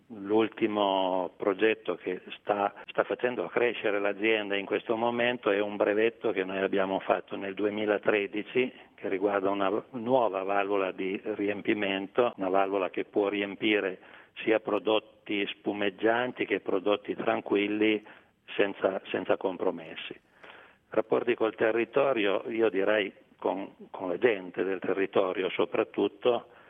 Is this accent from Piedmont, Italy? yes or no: yes; Piedmont, Italy; accent: Piedmontese; come temo si senta dall'accento, siamo piemontesi di origine.